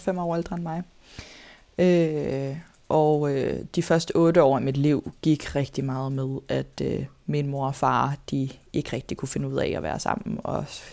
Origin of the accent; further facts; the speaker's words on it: Greve, Zealand, Denmark; jeg er vokset op i Greve og Hundi